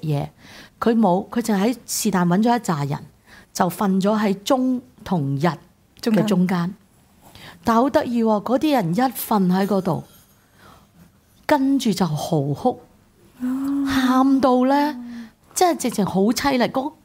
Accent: Hong Kong; 我哋香港人當然係雖然識歷史

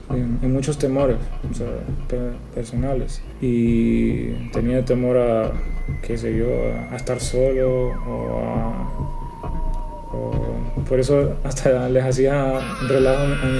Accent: San Pedro Sula, Cortés, Honduras; born there; Tengo 25 años, nací en San Pedro Sula.

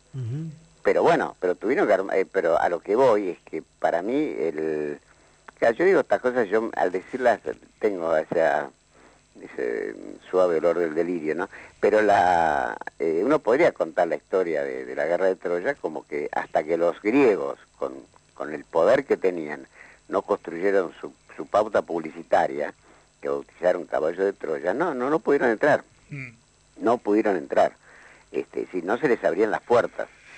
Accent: Argentina; pero son uruguayos, nosotros somos argentinos.

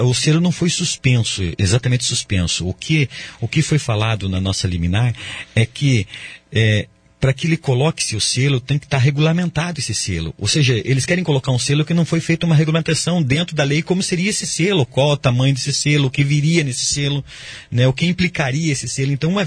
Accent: Brazil; Eu acredito que o brasileiro é um sonhador, né? Nós somos brasileiros e nós sonhamos bastante.

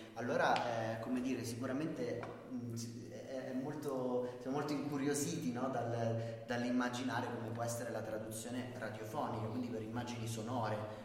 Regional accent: Umbria, Italy; io comunque sono umbro, quindi comunque da noi non è che non nevichi

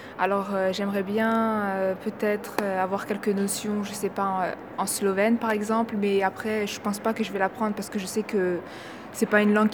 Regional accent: France; born there; J'aime les deux, mais j'ai quand même une préférence un peu plus pour le bosniaque, même si le français, je le parle quand même mieux que le bosniaque, vu que je suis née en France et que j'étudie en France

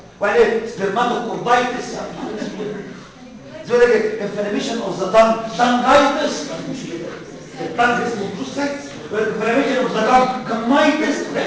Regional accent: Egypt; جماعه احنا عندنا في مصر في حاجه اسمها فيلاريس مشهوره جدا

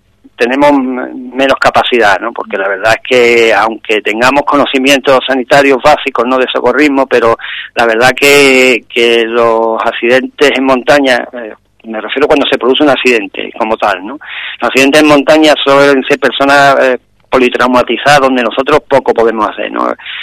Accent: Ubrique, Andalusia, Spain; la mayoría somos de Ubrique, como he dicho

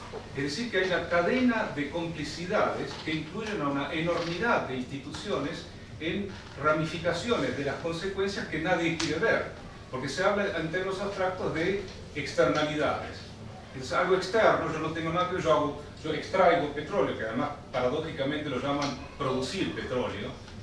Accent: Neuquén, Argentina; yo vengo de la Patagonia, en Neuquén

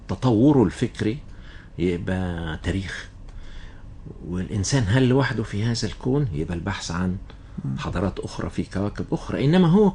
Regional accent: Cairo, Cairo Governorate, Egypt; إنما بدأنا فيها برضو طفولتي كانت في القاهرة.

